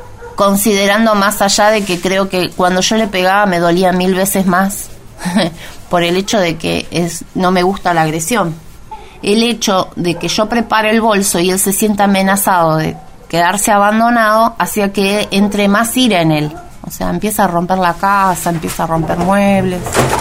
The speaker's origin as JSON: {"language": "Spanish", "country": "Argentina", "said": "vecina, usted me conoce, soy argentina"}